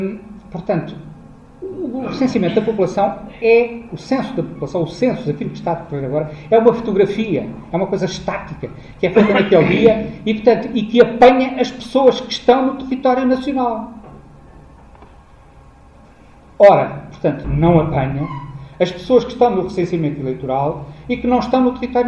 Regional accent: Portugal; é uma característica tão nossa, de gostarmos de ter qualquer documentozito que nos acredite como portugueses

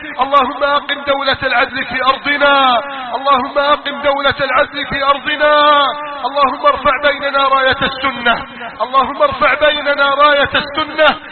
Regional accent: Egypt; احفظ بلدنا مصر من كيد الكائدين وحقد الحاقدين وتربص الظالمين

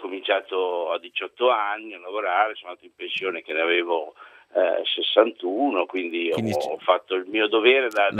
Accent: Cesena, Emilia-Romagna, Italy; born there; now in Pesaro, Italy; Io sono nato a Cesena.

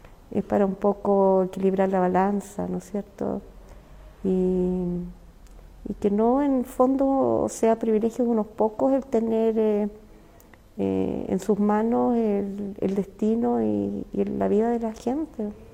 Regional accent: Chile; No, aquí al parecer no somos todos chilenos con las mismas, en el fondo, ni garantías ni beneficios.

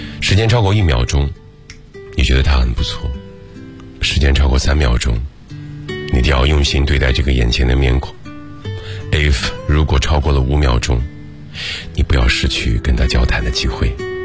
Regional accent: Shandong, China; 如果我不来到北京，如果我大学毕业就留在了我的故乡山东

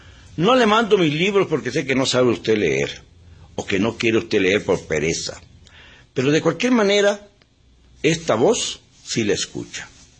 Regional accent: Mexico; le diré cuando menos, como mexicano

